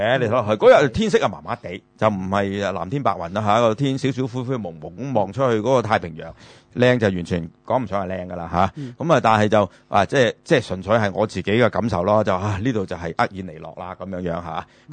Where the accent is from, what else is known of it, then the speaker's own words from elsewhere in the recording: China; 我哋中國人就好多嗰時因為賣豬仔啦